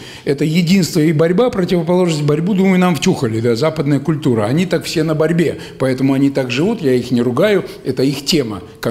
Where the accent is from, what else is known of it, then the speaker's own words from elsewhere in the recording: Kostroma, Kostroma Oblast, Russia; ладно, я из Костромы-то, из Волги, а вон вообще с Урала.